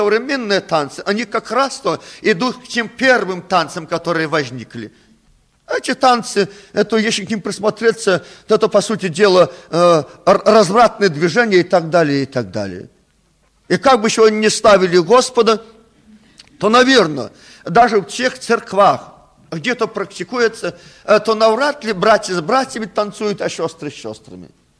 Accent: Belarus; Мы, наверное, никогда, белорусы, не будем прославлять Бога танцами

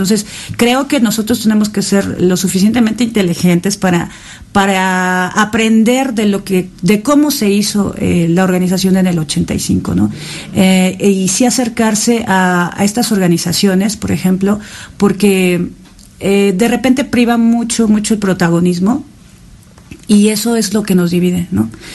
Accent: Mexico; Tenemos este carácter como mexicanos

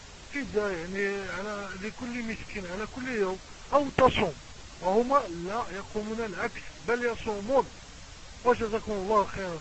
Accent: Morocco; نحن من المغرب نتكلم ونبلغ سلامنا الحار الى جميع الشعوب العربية

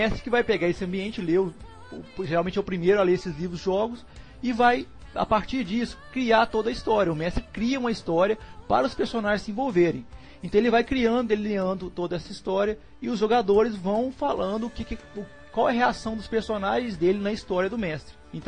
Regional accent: Minas Gerais, Brazil; Eu sou de Minas Gerais. E aqui em Minas Gerais

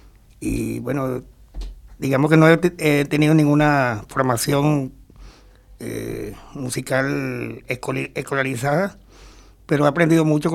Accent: Venezuela; yo soy venezolano y Venezuela la llevo yo por dentro. No, yo no necesito ir a Venezuela para sentir Venezuela. Yo soy parte de Venezuela.

